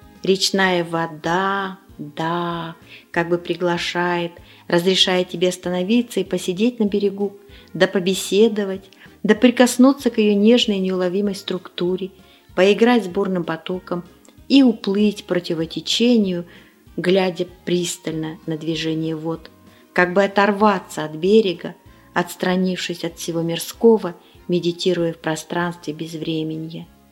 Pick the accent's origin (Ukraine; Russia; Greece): Russia; Siberia; потому что я выросла преимущественно в Сибири, жила долго и доселе живу в местах таежных.